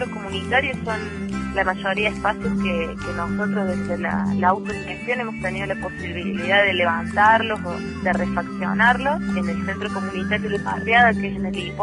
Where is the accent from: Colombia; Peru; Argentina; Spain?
Argentina; Río Cuarto, Córdoba; soy del Ciudad Río Cuarto de la provincia de Córdoba